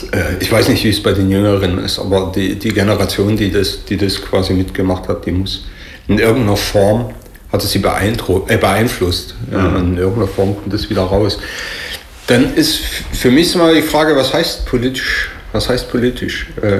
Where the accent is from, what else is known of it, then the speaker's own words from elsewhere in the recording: Saxony, Germany; Persönlich, ich fühle mich da persönlich angegriffen. Als Sachse sozusagen, ja.